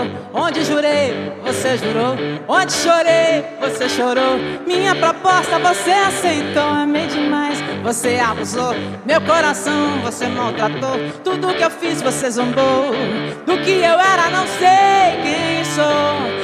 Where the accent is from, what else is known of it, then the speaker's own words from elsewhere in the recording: Mato Grosso, Brazil; born there; Eu nasci no Mato Grosso e lá a música sertaneja é muito forte.